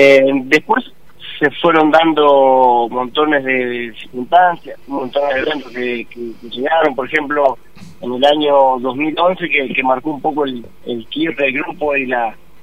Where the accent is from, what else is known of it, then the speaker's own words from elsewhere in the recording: Aldea San Antonio, Entre Ríos, Argentina; now in Gualeguaychú, Argentina; nosotros somos de Aldea San Antonio, departamento Gualeguaychú, Entre Ríos.